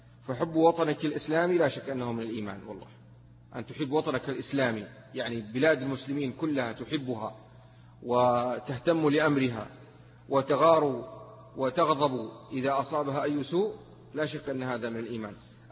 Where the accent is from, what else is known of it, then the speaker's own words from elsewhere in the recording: Mecca, Makkah Province, Saudi Arabia; also born or lived in Taif; يعني أنا ولد مثلا في الطائف وأنا نشأت في مكة، فهي أحب البلدان إلي لمجرد أني نشأت في هذين البلدين.